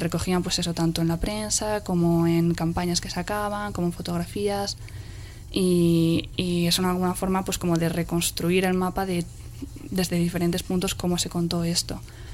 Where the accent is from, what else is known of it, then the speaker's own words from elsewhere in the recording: Pamplona, Navarre, Spain; Yo como soy de Iruña y es de ahí donde tengo los contactos, es de ahí donde hemos empezado a sacar material.